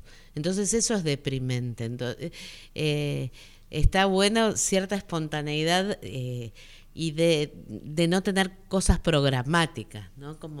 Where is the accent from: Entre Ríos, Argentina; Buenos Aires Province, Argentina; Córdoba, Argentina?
Buenos Aires Province, Argentina; soy del conurbano de Buenos Aires, o sea, nací, crecí en el conurbano, donde hay una proliferación enorme de espacios residuales